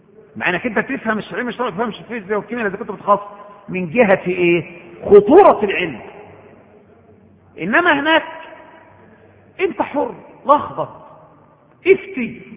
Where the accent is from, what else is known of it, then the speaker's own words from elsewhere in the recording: Egypt; وده احنا كإخوة مصريين كلنا يعني، وانا واحد منكم،